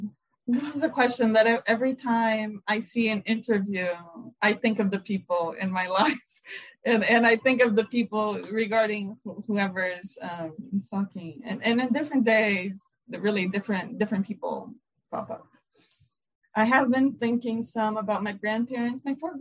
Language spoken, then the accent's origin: English; Brazil; But I've been happy to be Brazilian. You know, whenever you go anywhere and you say, oh, I'm from Brazil